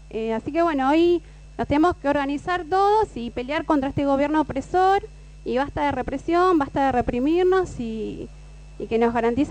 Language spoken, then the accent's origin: Spanish; Gregorio de Laferrere, Buenos Aires Province, Argentina; Lo veo todos los días, yo soy de La Ferrere